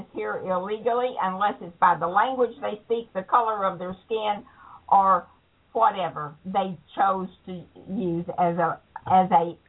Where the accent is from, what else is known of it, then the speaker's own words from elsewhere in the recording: the South, United States; I was raised in the South, where if you were black and walked into a restaurant, they could refuse service to you.